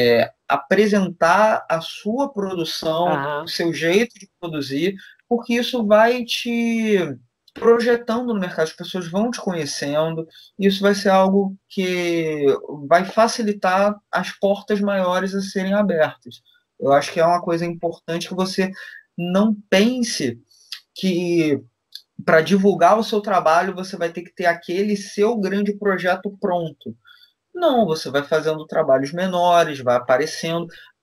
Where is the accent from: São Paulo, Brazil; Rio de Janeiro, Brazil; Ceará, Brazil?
Rio de Janeiro, Brazil; eu sou do Rio